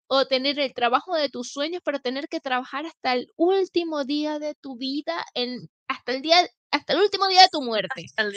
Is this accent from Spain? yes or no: yes; Spain; Soy súper española.